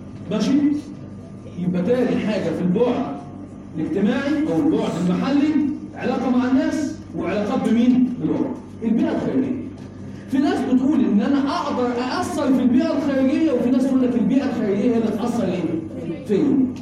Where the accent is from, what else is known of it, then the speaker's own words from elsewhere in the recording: Egypt; احنا كمصريين دايما نهتم بالماضي.